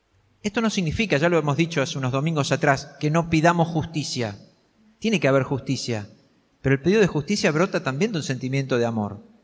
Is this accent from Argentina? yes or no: yes; Argentina; en este tiempo que nos toca vivir como argentinos